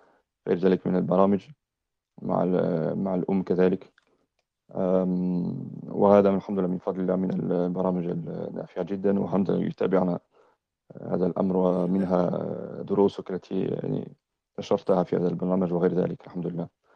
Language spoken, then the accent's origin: Arabic; France; now in United Kingdom; أنا فرنسي الأصل، أسلمت قبل أكثر من 20 سنة في فرنسا، ثم عشت بعض السنوات في بعض بلاد المسلمين، ثم عشت أكثر من 10 سنين في بريطانيا.